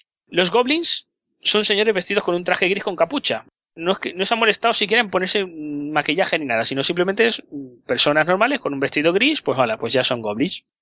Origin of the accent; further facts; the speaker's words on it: Ukraine; accent: Ukrainian; Spanish is a second language; Ya lo sé, que tengo un poco de acento ucraniano, pero bueno, intentaré mejorarlo un poco.